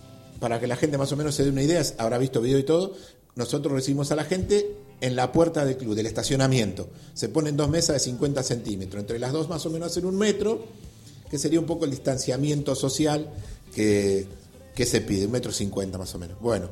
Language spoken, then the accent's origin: Spanish; Argentina; Pero bueno, somos argentinos nosotros, todos somos argentinos